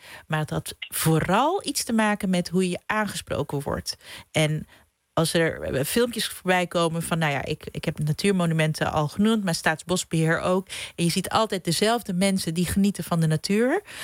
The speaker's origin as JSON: {"language": "Dutch", "country": "Curaçao", "lives_now": "Netherlands", "said": "En ik kom dan uit Curaçao, maar ik kan me voorstellen dat het voor heel veel andere nieuwkomers zo geldt."}